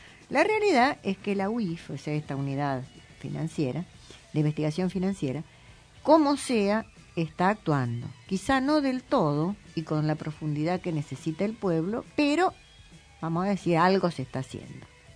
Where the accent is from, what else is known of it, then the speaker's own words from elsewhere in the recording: Argentina; pagamos todos nosotros como pueblo argentino